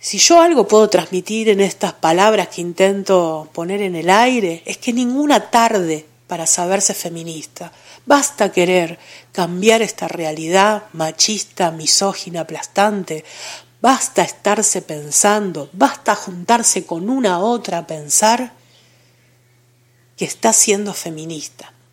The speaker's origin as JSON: {"language": "Spanish", "region": "Buenos Aires", "country": "Argentina", "tie": "born or raised there", "said": "Yo soy porteña de nacimiento, pero soy convencidamente descentrada de adopción."}